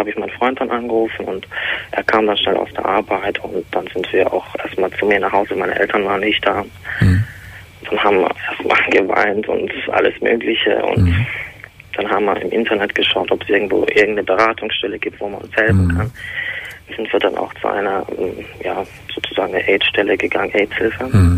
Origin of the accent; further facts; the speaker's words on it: Turkey; Ja gut, ich bin Türke.